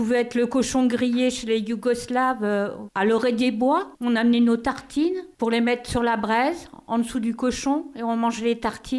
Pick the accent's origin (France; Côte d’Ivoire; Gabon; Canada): France; Grand Est; Oui, je suis de Moselle.